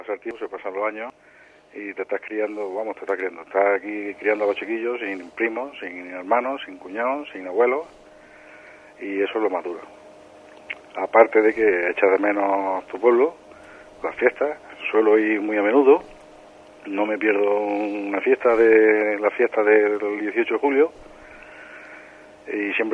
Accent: Bailén, Andalusia, Spain; He hecho muchísimo de menos mi pueblo, que el día que me jubile, pues no sé, esto de hablar por hablar, ¿no? Pero sí me gustaría volver

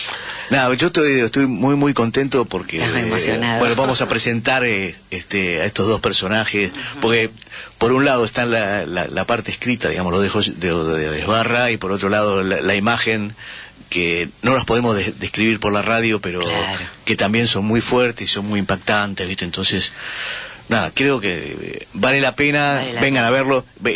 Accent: Buenos Aires, Argentina; nosotros somos tipo de barrio, nosotros nos criamos en un barrio, nosotros somos de Versalles.

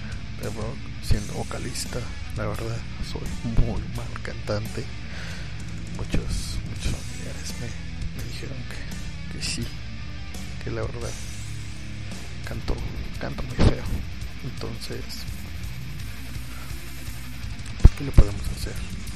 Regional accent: Nicolás Romero, State of Mexico, Mexico; also born or lived in Naucalpan de Juárez; Soy un joven adulto de los suburbios del estado de México. Yo nací en Ciudad Satélite, en Naucalpan de Juárez, Estado de México.

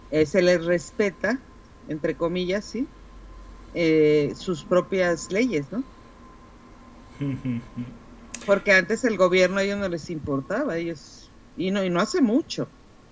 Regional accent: Mexico; acá es decir, soy mexicano, punto, ¿no?

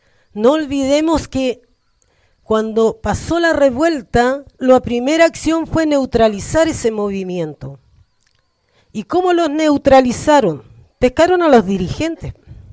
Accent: San Antonio, Valparaíso, Chile; de Fortaleza, del lado del polígono Pelancura y del Cerro Centinela.

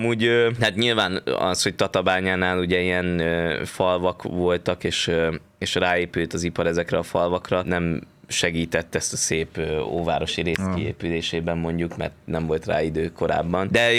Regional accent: Esztergom, Komárom-Esztergom, Hungary; mondtam, hogy én amúgy esztergomi vagyok

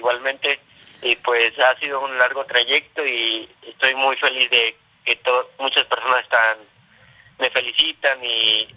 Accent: Ciudad Altamirano, Guerrero, Mexico; soy originario de Ciudad Altamirano, Tierra Caliente, en el estado de Guerrero. Sí. Tengo 15 años.

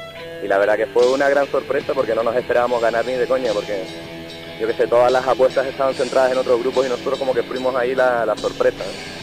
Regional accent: Playa Honda, Canary Islands, Spain; los amigos de toda la vida, ¿no? Con los que crecimos ahí en Playa Onda

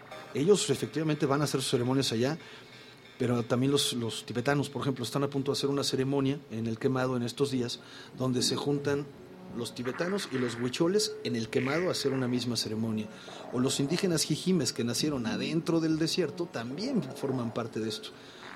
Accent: Mexico; Pero nosotros como mexicanos

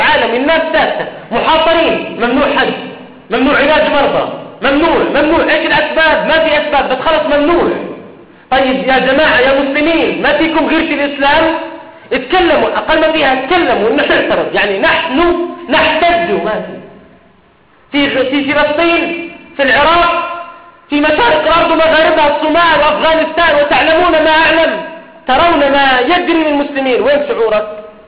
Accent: Jordan; وأن تحفظ بلادنا الأردن

